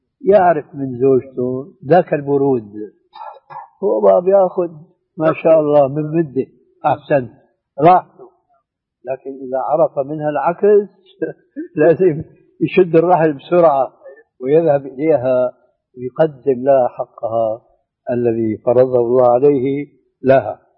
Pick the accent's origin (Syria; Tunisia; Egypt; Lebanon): Syria; وأنا مالي كما يقولوا عندنا في الشام حشو الكب هيك